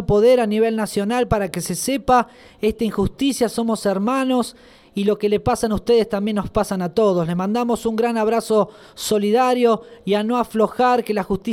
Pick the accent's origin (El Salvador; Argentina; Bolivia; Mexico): Argentina; Como argentinos, ahora que vamos a votar en las elecciones, reflexionar profundamente sobre el sentido nacional, sobre lo que significa ser parte de esta nación argentina tan joven